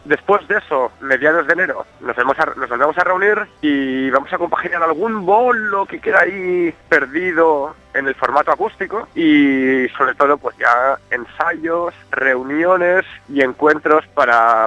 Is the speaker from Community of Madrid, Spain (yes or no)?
no; Sant Feliu de Llobregat, Catalonia, Spain; No hace mucho estuvimos tocando en mi pueblo, en San Feliu de Llobregat.